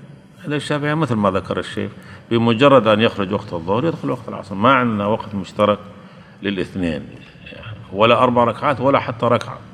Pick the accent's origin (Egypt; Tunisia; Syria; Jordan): Syria; عندنا في سوريا